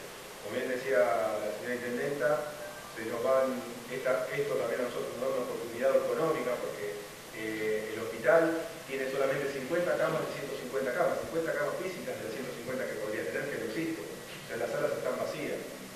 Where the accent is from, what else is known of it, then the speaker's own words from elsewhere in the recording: Florencio Varela, Buenos Aires Province, Argentina; born there; Yo soy nacido en Plancha Varela, acá en una ciudad muy cercana